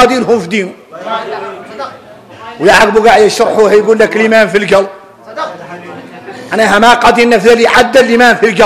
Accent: Mauritania; نحن موريتاني

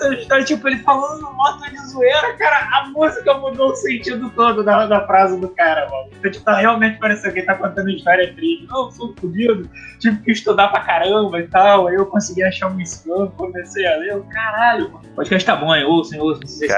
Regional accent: Brazil; A gente é brasileiro

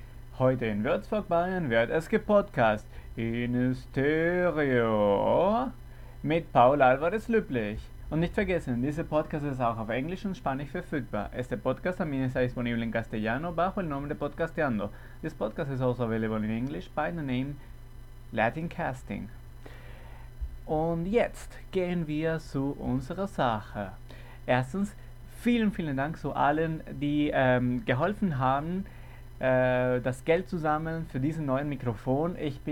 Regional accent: Caracas, Capital District, Venezuela; Wir fangen mit einem Kerl aus Caracas, Venezuela. Das ist, wo ich herkomme.

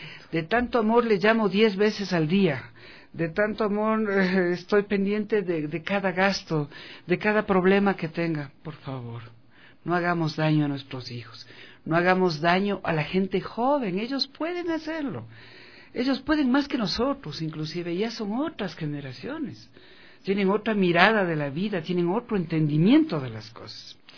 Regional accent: Ecuador; como buenos latinos que somos y ecuatorianos, tenemos otra mentalidad.

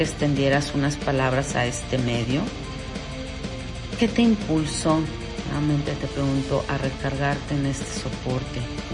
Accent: Mexico; Soy mexicana, para los que no saben.

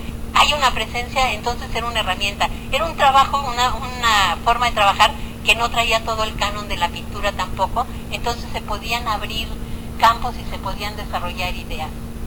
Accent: Mexico City, Mexico; Yo que soy niña popis del Pedregal

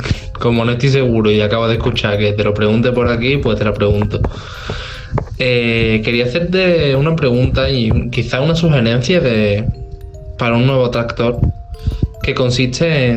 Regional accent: Seville, Andalusia, Spain; de Sevilla, tengo 19 años

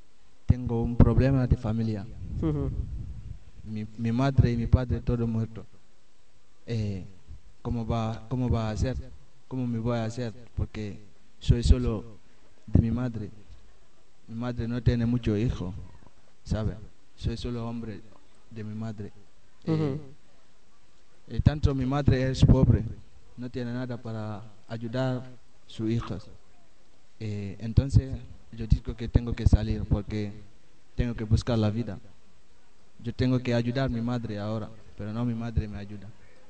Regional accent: Guinea; Soy de Guinea.

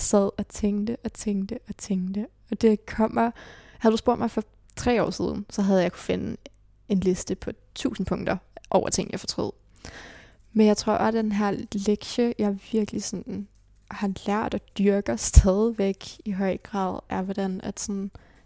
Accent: Charlottenlund, Capital Region, Denmark; also born or lived in Copenhagen; Jeg blev født i Nordvest, men levede et barndomsliv og teenageliv i Charlottenlund.

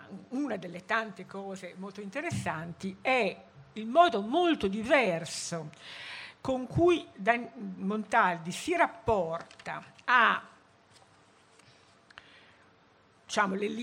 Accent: Stradella, Lombardy, Italy; moved away as an adult; now in Milan, Italy; io sono di Stradella, anche se Milano mi ha abbagliato con le sue luci subito e diciamo mi sono radicata a Milano senza riserve, ma anch'io fino a 18 anni sono stata in un paese, no?

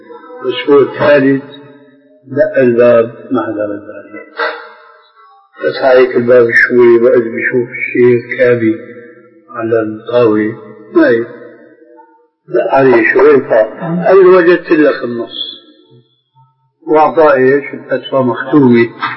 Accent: Syria; كلنا نحن سوريين

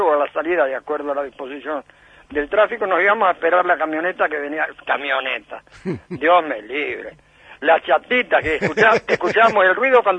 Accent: Villa Cañas, Santa Fe, Argentina; Yo nací, paré por medio con el cine de mi pueblo.

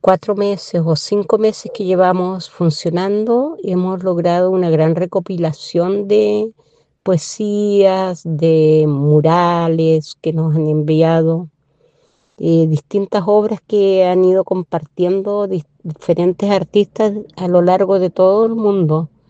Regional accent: Curaco de Vélez, Los Lagos, Chile; soy de Curaco de Vélez, del archipiélago de Quinchao, correspondiente a la provincia de Chiloé.

